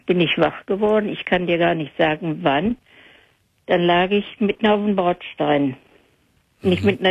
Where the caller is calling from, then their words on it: North Rhine-Westphalia, Germany; Ja, ich komme hier aus Hörde.